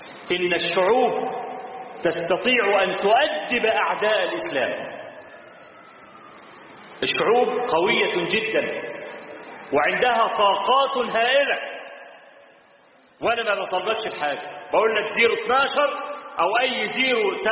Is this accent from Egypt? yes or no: yes; Egypt; هو موجود عندنا في مصر لحد النهارده